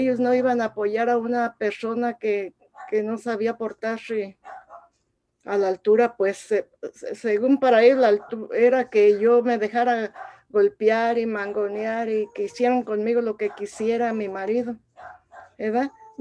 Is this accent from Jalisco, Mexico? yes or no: no; Tangancícuaro, Michoacán, Mexico; soy de México, de Michoacán, de un pueblito que se llama Tangancícuaro, Michoacán, que tiene un lago muy hermoso que es Camécuaro.